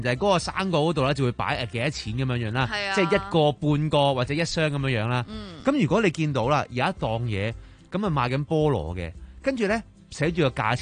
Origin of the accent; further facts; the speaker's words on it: Hong Kong; 就唔系我哋香港人啊，